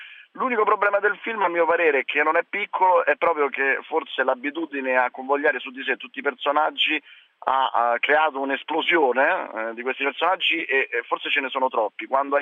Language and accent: Italian; Rome, Lazio, Italy; Da romano io ho potuto scoprire